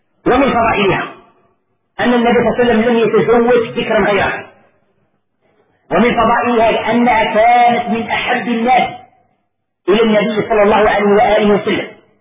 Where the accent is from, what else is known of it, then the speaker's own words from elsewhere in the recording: Algeria; طبق معروف عندنا في الجزائر وفي غير الجزائر